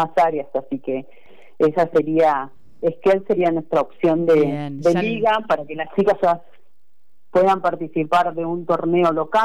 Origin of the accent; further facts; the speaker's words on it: Comodoro Rivadavia, Chubut, Argentina; Yo vengo de Comodoro, fui una de las primeras mujeres allá en Comodoro ser árbitro